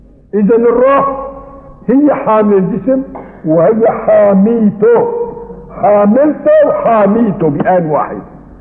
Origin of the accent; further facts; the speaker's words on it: Aleppo, Aleppo Governorate, Syria; هي عندنا في حلب وجدت من زمان مو من جديد.